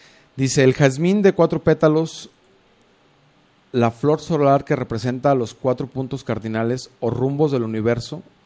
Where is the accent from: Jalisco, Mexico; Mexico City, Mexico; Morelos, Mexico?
Jalisco, Mexico; Juanacatlán; por medio de toda esa historia de mi pueblo querido que es Juanacatlán, aprendí más todavía